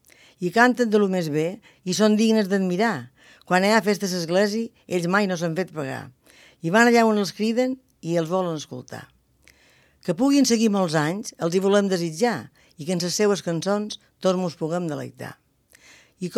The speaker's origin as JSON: {"language": "Catalan", "town": "Jesús", "region": "Balearic Islands", "country": "Spain", "said": "Les festes del meu poble. Un poble que ha crescut molt, però que encara conserva moltes costums d'abans."}